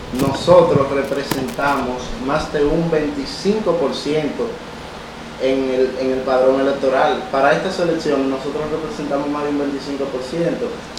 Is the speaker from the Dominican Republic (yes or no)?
yes; Dominican Republic; como jóvenes dominicanos y dominicanas, debemos de luchar, empoderarnos para que se nos respete nuestro derecho